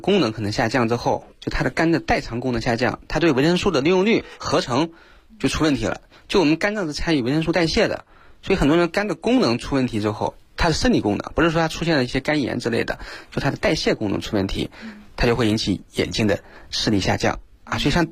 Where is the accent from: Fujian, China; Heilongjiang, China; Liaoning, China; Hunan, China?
Hunan, China; 像我们湖南人特别爱吃辣椒